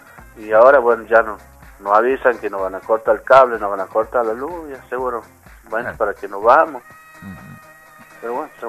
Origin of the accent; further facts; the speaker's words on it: Tabacal, Salta, Argentina; toda mi infancia. Nací aquí en Tabacal. Claro. Toda mi infancia viví. Después, cuando se dieron las viviendas allá en Hipólito Yrigoyen, bueno, nos mudamos con toda mi familia.